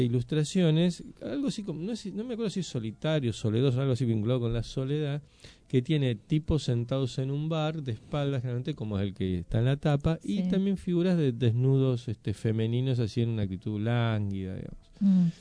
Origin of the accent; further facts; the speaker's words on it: Buenos Aires, Argentina; si bien soy porteño, soy hijo de gente del interior, de Santa Fe y de Neuquén.